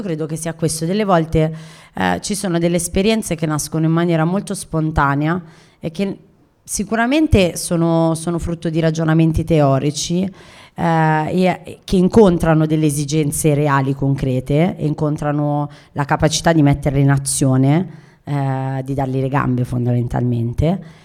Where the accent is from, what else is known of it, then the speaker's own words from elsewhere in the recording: Milan, Lombardy, Italy; sono nata a Milano, mi sento milanese, gli anni 90 ho vissuto ho fatto qui i miei studi